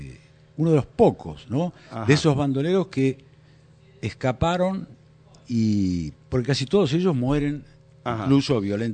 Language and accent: Spanish; La Pampa, Argentina; en mi provincia, yo soy oriundo de La Pampa